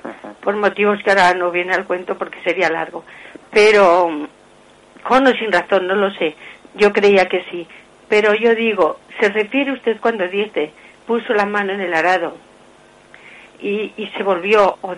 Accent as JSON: {"language": "Spanish", "town": "Madrid", "region": "Community of Madrid", "country": "Spain", "said": "soy de Madrid."}